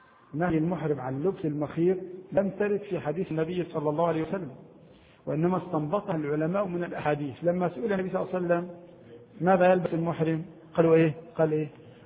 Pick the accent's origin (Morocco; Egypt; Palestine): Egypt; هذه يسمونها عندنا في مصر الجيبة، كان يلبسها النساء قديما النطقة